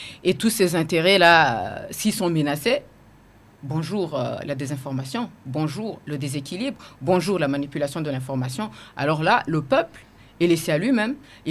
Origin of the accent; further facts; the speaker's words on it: Burundi; Nous sommes des Burundais avant d'être des journalistes.